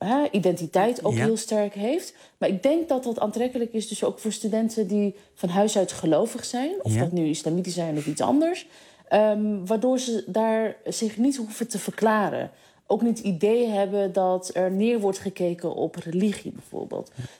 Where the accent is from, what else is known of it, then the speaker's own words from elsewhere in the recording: Amsterdam, North Holland, Netherlands; Kijk, ik ben Amsterdammer.